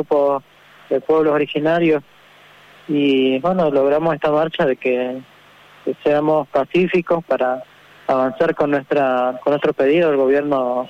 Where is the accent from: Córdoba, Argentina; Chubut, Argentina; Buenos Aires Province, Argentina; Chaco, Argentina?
Chaco, Argentina; soy vocal del IDACH, acá de la provincia del Chaco, de la comunidad huichi, originaria de Lucha, de la TCC.